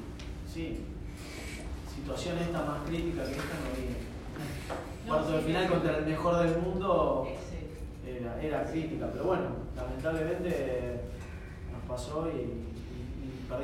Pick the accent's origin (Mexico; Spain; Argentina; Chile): Argentina; Qué cagada, bueno, somos argentinos, estamos contentos